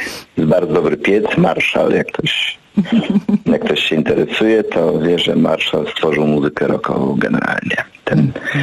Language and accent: Polish; Rzeszów, Subcarpathian Voivodeship, Poland; born there; Urodziłem się w Rzeszowie.